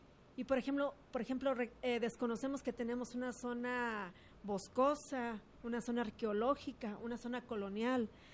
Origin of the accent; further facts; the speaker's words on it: Juanacatlán, Jalisco, Mexico; Mira, yo soy originaria de Juanacatlán, Jalisco.